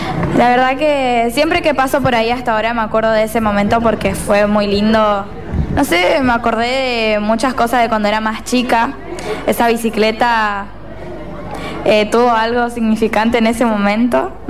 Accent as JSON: {"language": "Spanish", "town": "Barranqueras", "region": "Chaco", "country": "Argentina", "also_born_or_lived": "Resistencia", "said": "de Barranquera, Chaco. Saliendo de primaria me tuve que ir a Resistencia"}